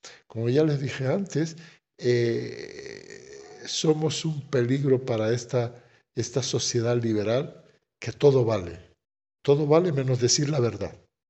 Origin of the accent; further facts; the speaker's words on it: Western Sahara; utilizo también esto de que soy saharaui, no soy un periodista extranjero que estoy hablando de mi causa